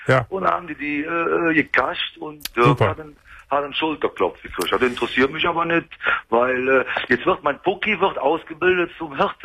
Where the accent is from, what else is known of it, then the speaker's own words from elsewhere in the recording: Bergheim, North Rhine-Westphalia, Germany; Ich bin ja Rheinländer, ne? Ich bin Bergheimer.